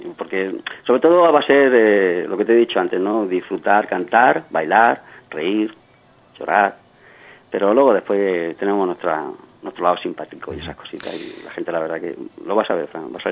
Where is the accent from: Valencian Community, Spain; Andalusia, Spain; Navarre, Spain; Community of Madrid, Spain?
Community of Madrid, Spain; Madrid; nosotros somos de Madrid